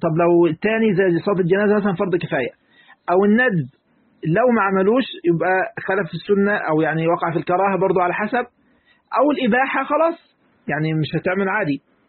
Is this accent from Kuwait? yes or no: no; Egypt; نعم احنا مصريين بس أم القرى مكة